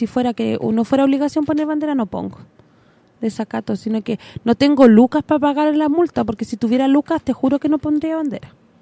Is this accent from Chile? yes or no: yes; Chile; No me da satisfacción decir que soy chilena.